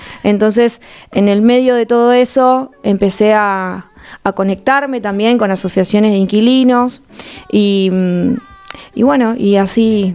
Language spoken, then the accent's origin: Spanish; La Plata, Buenos Aires Province, Argentina; Yo soy platense, o sea que toda la vida acá, estudié acá, crecí acá.